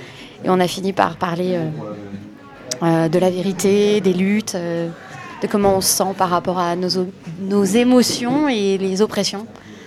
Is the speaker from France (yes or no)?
yes; France; On habite à Groslay, dans le Val d'Oise. Moi, je suis française